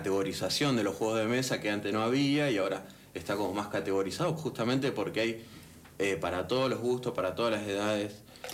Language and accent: Spanish; Rosario, Santa Fe, Argentina; empezamos hace mucho tiempo en Rosario, yo soy de Rosario.